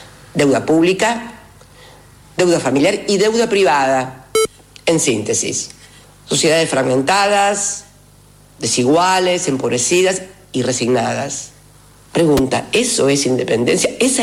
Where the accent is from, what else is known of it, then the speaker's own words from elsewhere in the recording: Argentina; la pregunta obligada que tenemos que hacernos como argentinos es